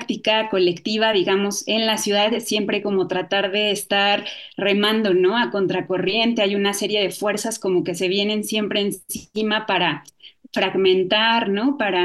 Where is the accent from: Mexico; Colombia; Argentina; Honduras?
Mexico; Mexico City; born there; now in Cholula, Mexico; Y yo vivo en Puebla, en Cholula. Nací en la Ciudad de México y hace aproximadamente 8 años que ya vivo acá. Primero llegué a la Ciudad de Puebla y después ya me mudé con mi familia aquí a Cholula